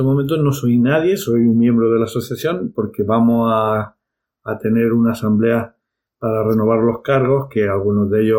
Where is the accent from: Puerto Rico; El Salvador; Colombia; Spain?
Spain; Catalonia; Vengo de Cataluña